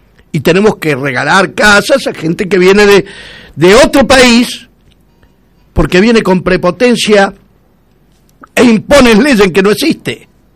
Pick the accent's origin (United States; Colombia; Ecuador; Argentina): Argentina; Y yo soy argentino.